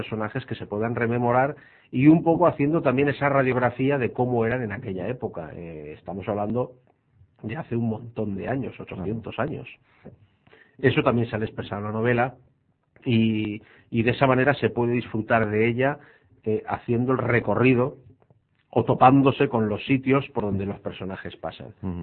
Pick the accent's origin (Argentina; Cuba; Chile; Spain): Spain; Valencian Community; ha vuelto a resurgir realmente lo que somos los valencianos en términos generales.